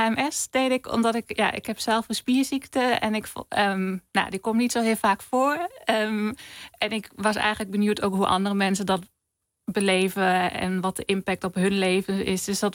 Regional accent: Germany; Dutch is a second language; in Duitsland bijvoorbeeld, waar ik vandaan kom

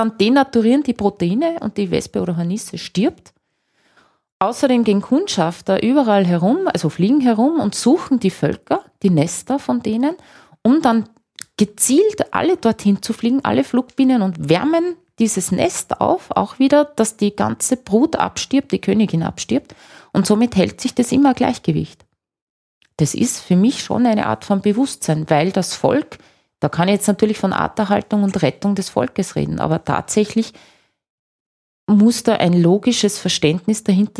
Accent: Austria; Trocken- oder Magerrasen anschaue, die schon sehr selten geworden sind bei uns in Österreich

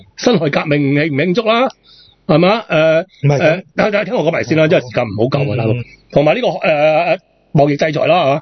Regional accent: Hong Kong; 嗱，我哋香港人好需要呢样嘢噶，系咪？

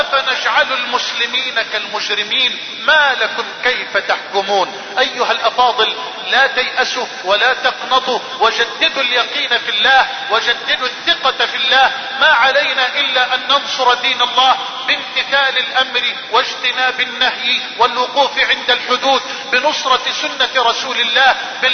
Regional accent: Egypt; اللهم احفظ بلدنا مصر من الفتن ما ظهر منها ما بطن

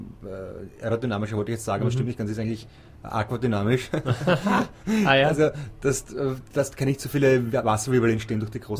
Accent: Austria; Also das freut mich sowohl als Schwimmerkollege als auch als Österreicher, muss ich wirklich sagen.

